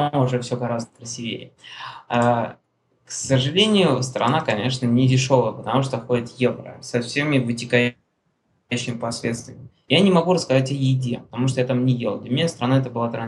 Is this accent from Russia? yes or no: yes; Russia; я говорю, товарищ, я говорю, я из России